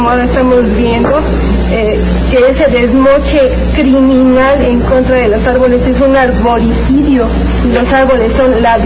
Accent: Mexico City, Mexico; born there; Yo nací aquí en México y ya tengo 50 años, y cuando nací y era chica

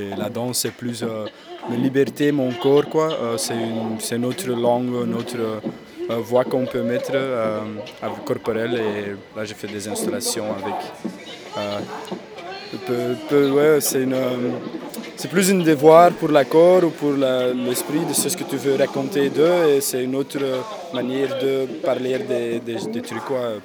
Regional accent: Flanders, Belgium; French is a second language; Non, moi je suis flamand à la base.

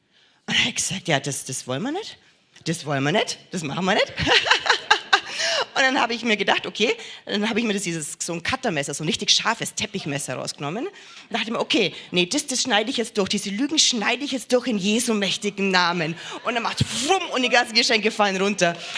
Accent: Bavaria, Germany; Wir haben bei uns im Allgäu so ein Sprichwort.

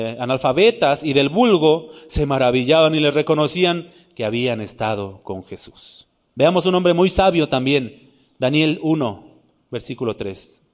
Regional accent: Nezahualcóyotl, State of Mexico, Mexico; Yo soy chilango también. De allá de Ciudad Neza, yo soy de Neza.

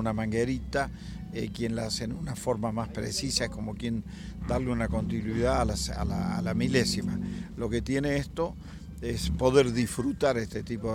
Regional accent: Córdoba, Argentina; Yo soy de Córdoba y bueno, tenemos este lugar que es privilegiado para los cordobeses

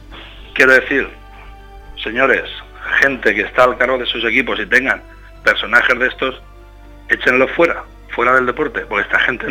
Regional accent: Casas Ibáñez, Castilla-La Mancha, Spain; yo hablo de mi equipo, hablo de mi pueblo. Nosotros aquí somos bastante pacíficos.

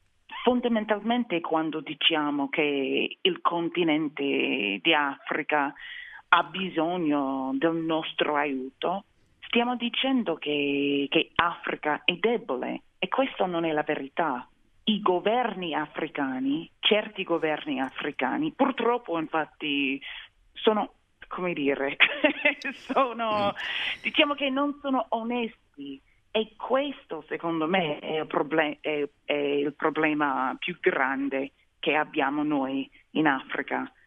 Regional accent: London, United Kingdom; born there; accent: American; Italian is a second language; ho detto io sono americana, c'era sempre qualcun altro per dirmi no, non sei davvero americana perché sei nata a Londra. Ma se ho detto invece sono inglese, è venuta la risposta non sei davvero inglese perché guarda l'accento, è più americano

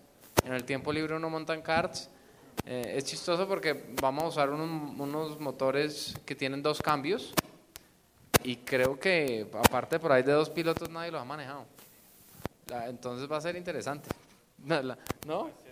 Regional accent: Antioquia, Colombia; somos todos colombianos y todos crecimos corriendo acá.

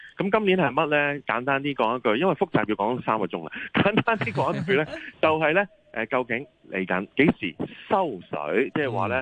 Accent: Hong Kong; 我哋香港人就話平靚正咯

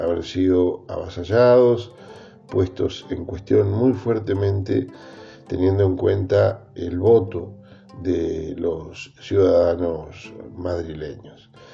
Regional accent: Argentina; nos tiene que llamar la atención como latinoamericanos y como argentinos

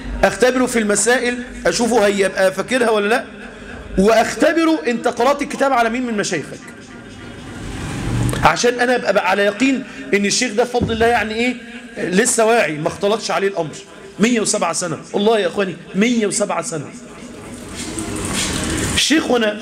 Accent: Egypt; يعني احنا عندنا في مصر 50-60 سنة

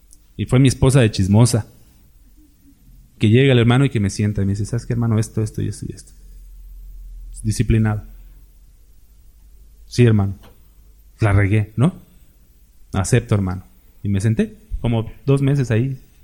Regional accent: Mexico; Aunque somos mexicanos, tenemos una idiosincrasia similar

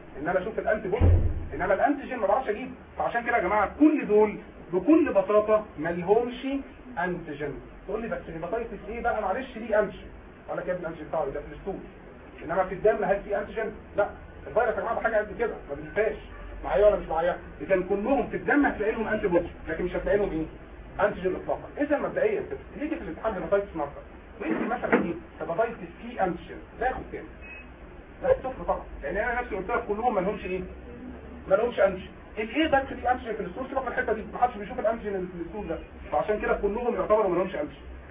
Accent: Egypt; السي ده مهم عندنا في مصر

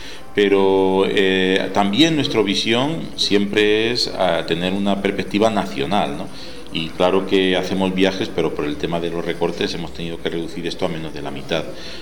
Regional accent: Úbeda, Andalusia, Spain; mi infancia, nacido y criado en Úbeda, en la provincia de Jaén, y todavía le tengo mucho cariño a mi tierra

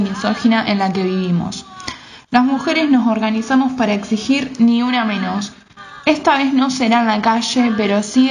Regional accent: Granadero Baigorria, Santa Fe, Argentina; tengo 22 años, estudiante de Bellas Artes de la UNR, también soy del Cordón Industrial de la ciudad de Granadero Baigorria.

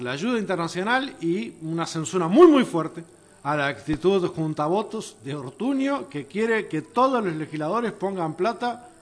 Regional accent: Uruguay; como uruguayo tengo que agradecer a la Organización de Estados Americanos

